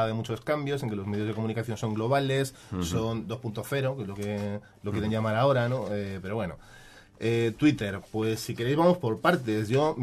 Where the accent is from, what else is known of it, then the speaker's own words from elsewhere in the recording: Spain; yo soy un ciudadano español